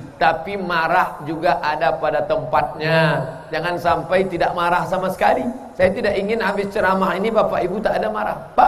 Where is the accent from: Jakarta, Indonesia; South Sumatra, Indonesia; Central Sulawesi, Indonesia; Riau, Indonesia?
Riau, Indonesia; Kalau kami datang dari bumi lancang kuning Riau